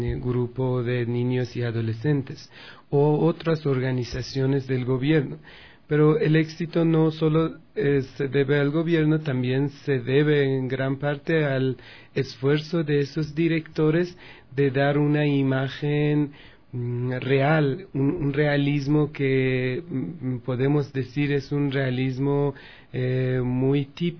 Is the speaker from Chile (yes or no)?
no; Iran; Spanish is a second language; en mi país, en las carteleras de cine, 90% de las películas que la gente va a ver y le interesa son películas nacionales, iraníes.